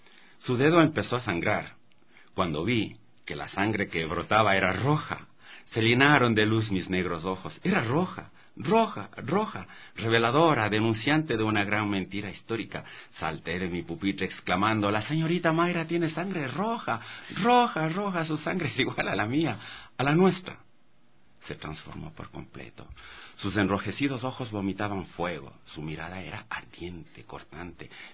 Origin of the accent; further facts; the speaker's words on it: Bellavista, Pichincha, Ecuador; also born or lived in Salinas, Ecuador; desde mis 7 años, cuando Venimos a vivir acá del Valle del Chota, de Salinas, a Bellavista, en el Batán Alto. Y éramos la primera familia de ascendencia afro